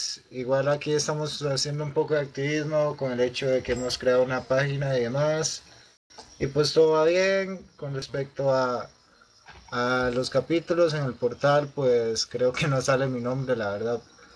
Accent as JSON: {"language": "Spanish", "country": "Costa Rica", "said": "yo soy de Costa Rica, acabo de integrarme"}